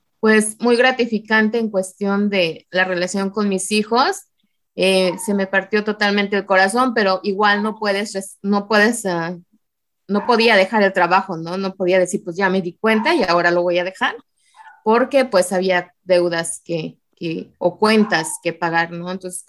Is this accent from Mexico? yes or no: yes; Morelos, Mexico; also born or lived in State of Mexico; Soy originaria del Estado de México, pero mi mamá decidió llevarme muy pequeña a Morelos, entonces me considero morelense